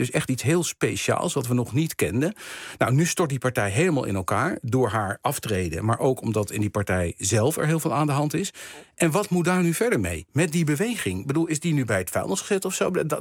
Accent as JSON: {"language": "Dutch", "country": "Indonesia", "tie": "born or raised there", "said": "dat ik ben als kind opgegroeid in Indonesië, dus daarom heb ik altijd veel belangstelling voor alles wat met Indonesië te maken heeft."}